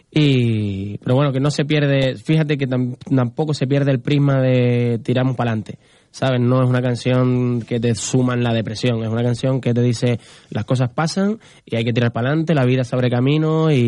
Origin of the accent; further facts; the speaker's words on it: Canary Islands, Spain; Somos canarios y al mismo tiempo lo particular se hace universal cuando la gente lo valora.